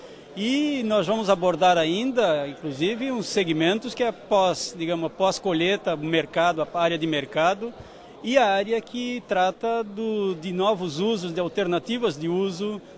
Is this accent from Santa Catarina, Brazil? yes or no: yes; Santa Catarina, Brazil; Então nós devemos nos orgulhar como catarinense